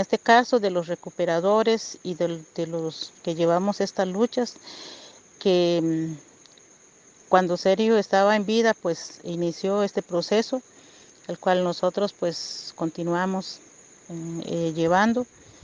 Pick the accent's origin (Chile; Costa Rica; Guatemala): Costa Rica; Río Azul, Puntarenas; soy de la comunidad de Río Azul, del territorio indígena de Salitre.